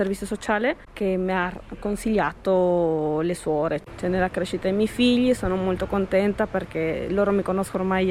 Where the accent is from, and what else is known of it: Bolivia; Italian is a second language; now in Italy